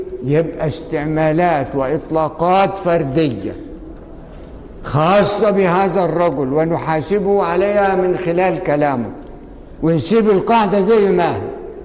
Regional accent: Egypt; لقينا كله تصويره ضعيف، واحنا مصريين

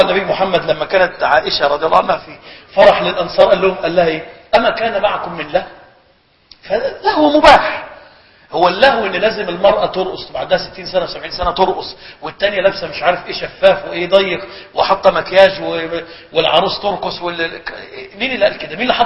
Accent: Egypt; كان إلى وقت قريب عندنا بمصر الناس يهجرون صلاة العيد

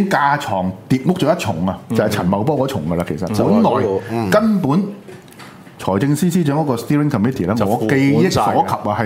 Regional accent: Guangdong, China; 因为我哋广东人系唔会用呢啲笔名嘅

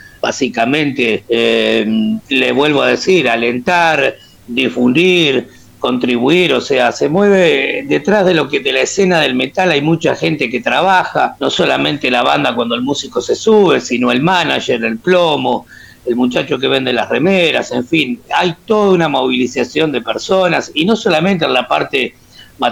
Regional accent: Montevideo, Uruguay; bueno, y hacemos metal criollo, por decirlo de alguna manera. Somos oriundos de Montevideo, básicamente

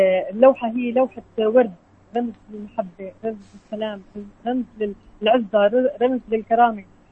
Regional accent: Syria; صورة بلدنا سوريا، سوريا اللي دائما نرفع راسنا انه نحن الشعب السوري

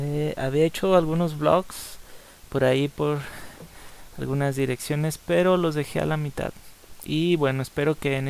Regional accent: Guadalajara, Jalisco, Mexico; Guadalajara se encuentra en el estado de Jalisco de la República Mexicana. Y bueno, el gentilicio de los que somos de Guadalajara es tapatío. Soy tapatío o jalisquillo, como quieras decirme.

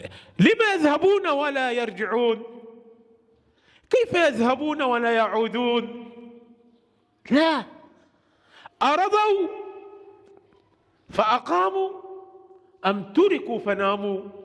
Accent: Egypt; هو عندنا في مصر

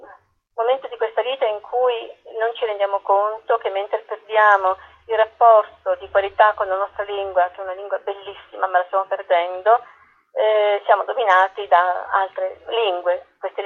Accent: Apulia, Italy; non avere il contatto con la mia terra, riscoprirla tardi, sono pugliese.

